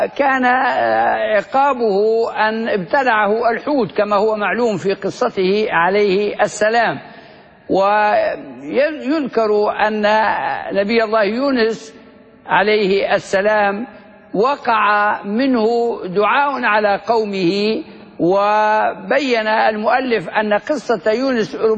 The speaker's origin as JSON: {"language": "Arabic", "country": "Libya", "said": "وهو الذي يظن أنه دفين بلادنا ليبيا في المنطقة الوسطى في أوجلة"}